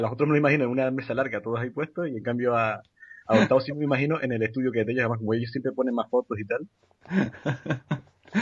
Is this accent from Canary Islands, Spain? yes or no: yes; Canary Islands, Spain; soy aquí de Gran Canaria y aquí es todo una hora menos.